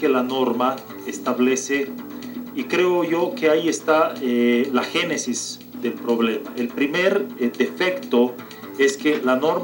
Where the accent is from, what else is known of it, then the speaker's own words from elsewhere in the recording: Bolivia; Yo, como ciudadano boliviano, mi voto vale